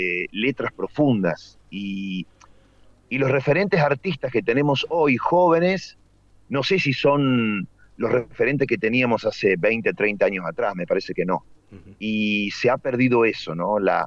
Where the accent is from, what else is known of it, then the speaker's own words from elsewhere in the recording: Córdoba, Argentina; Córdoba, estamos a 100 de La Pampa, San Luis, Buenos Aires, estamos en un rinconcito. Por eso no tenemos tonada cordobesa, si bien somos cordobeses, pero estamos muy, muy de Buenos Aires o La Pampa.